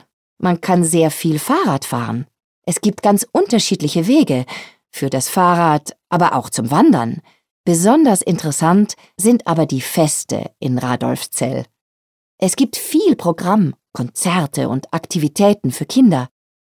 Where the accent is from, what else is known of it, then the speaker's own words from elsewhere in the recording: Peru; German is a second language; moved away as an adult; also born or lived in Australia; now in Germany; Bevor ich nach Deutschland gekommen bin, habe ich 14 Jahre lang in Australien gelebt. Ich komme aus Peru, bin aber für ein Praktikum der Universität nach Queensland gereist. Später bin ich nach Melbourne gezogen.